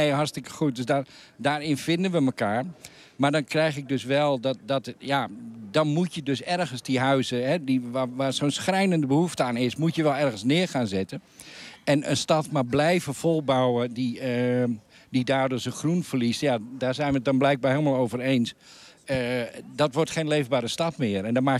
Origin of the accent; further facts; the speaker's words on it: Hoorn, North Holland, Netherlands; En de stad Horen, in ieder geval waar ik vandaan kom, die begint ook aardig vol te raken.